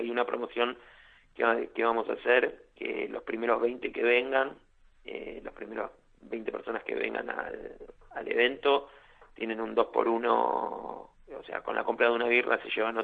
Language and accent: Spanish; Buenos Aires, Argentina; Nosotros somos del barrio de Villa Soldati, barrio que no, la oferta cultural es escasa, por no decir que es nula.